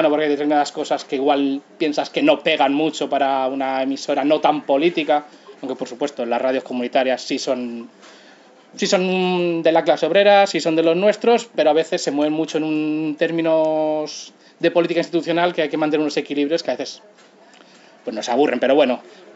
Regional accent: Pinto, Community of Madrid, Spain; una radio comunitaria en mi pueblo, en Pinto

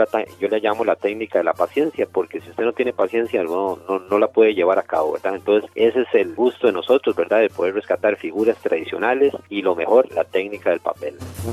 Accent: Aserrí, San José, Costa Rica; para seguir una de las tradiciones que llegaban en aquellos tiempos a mi pueblo Aserrí

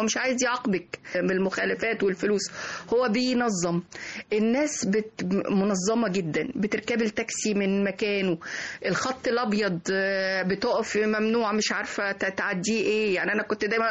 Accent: Egypt; مفيش حاجة في العالم كله ممكن تبقى مبهرة لسائح الا وموجودة عندنا في مصر

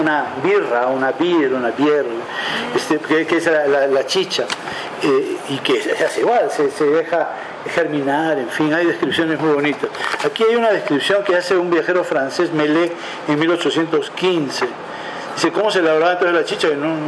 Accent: Lima, Peru; que soy un limeño mazamorrero, es decir, más puro que eso no puede haber

